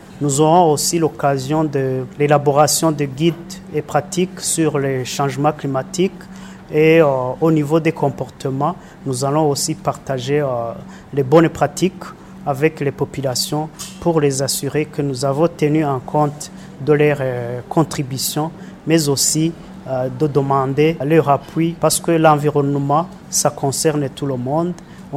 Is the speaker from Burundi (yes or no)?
yes; Burundi; une thématique qui n'est pas longtemps ou souvent développée chez nous au Burundi